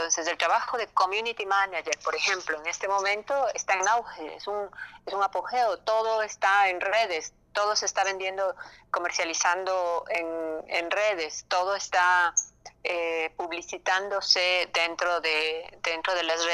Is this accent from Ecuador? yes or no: yes; Ecuador; las necesidades que tenemos nosotros como ecuatorianos